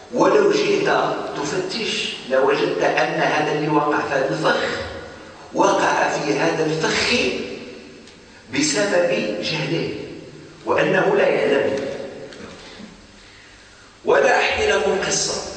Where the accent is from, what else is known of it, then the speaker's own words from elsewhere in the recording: Morocco; أفتى به مثلا في عندنا في المغرب